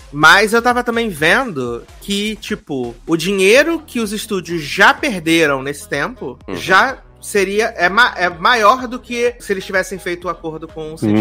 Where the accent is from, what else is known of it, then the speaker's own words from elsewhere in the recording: Brazil; É, não, eu só queria, enquanto brasileiro, ver a Bruninha no tapete vermelho, entendeu? Porque aqui no Brasil, provavelmente, vão fazer um tapete vermelho